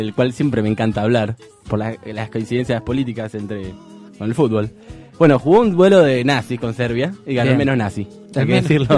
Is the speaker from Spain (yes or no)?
no; Argentina; Por un hecho no menor que somos argentinos todos.